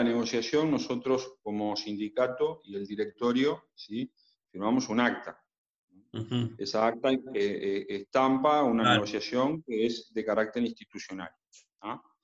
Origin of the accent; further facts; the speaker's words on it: Uruguay; lo que nos debería importar a nosotros como uruguayos, qué papel va a jugar el Estado